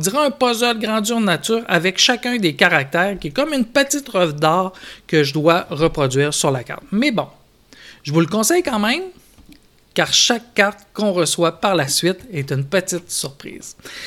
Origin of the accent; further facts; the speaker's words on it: Saguenay, Quebec, Canada; je vous écris du Québec. Je viens du Saguenay, une région où l'on mange la fameuse tourtière du Saguenay.